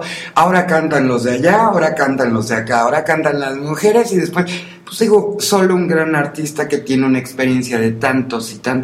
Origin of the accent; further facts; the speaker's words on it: Mexico; Yo no soy italiana, yo soy mexicana, y yo creo que tanto los italianos como los mexicanos como los coreanos merecemos el respeto de que se nos identifique con el país en el cual nacimos.